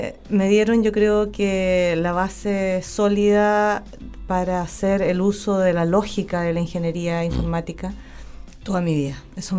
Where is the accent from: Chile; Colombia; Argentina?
Chile; Los Lagos, Los Ríos; also born or lived in Valdivia; Así que nací en Valdivia, pero pasé toda mi infancia y, curiosamente, mi adolescencia en Los Lagos.